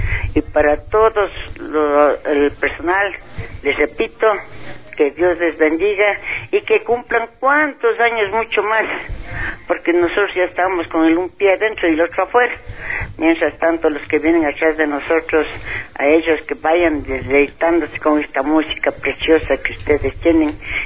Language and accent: Spanish; Ecuador; esas preciosas letras hacia nosotros como ecuatorianos y como de la tercera edad